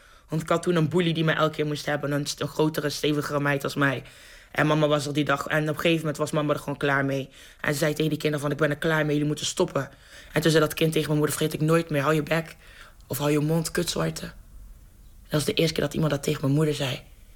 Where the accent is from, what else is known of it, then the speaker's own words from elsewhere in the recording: Lieshout, North Brabant, Netherlands; Ik ben opgegroeid in Lieshout. Ik was de enige donkere meid van mijn complex, helemaal met immigrantouders, in het dorp.